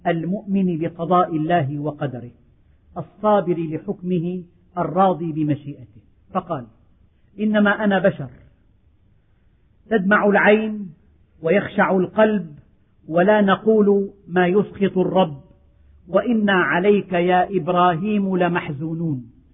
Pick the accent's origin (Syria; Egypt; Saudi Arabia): Syria; ففي الشمال الشرقي من بلدنا سوريا